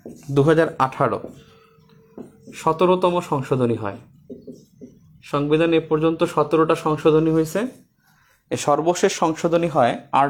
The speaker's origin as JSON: {"language": "Bangla", "country": "Bangladesh", "said": "নাগরিক হিসেবে আমরা বাংলাদেশি, আর জাতীয়তা হিসেবে বাঙালি"}